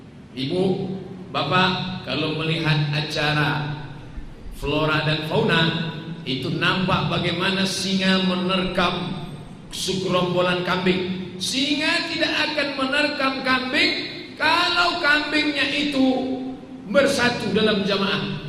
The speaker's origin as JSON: {"language": "Indonesian", "town": "Pekanbaru", "region": "Riau", "country": "Indonesia", "said": "Saya dari Pekanbaru Riau"}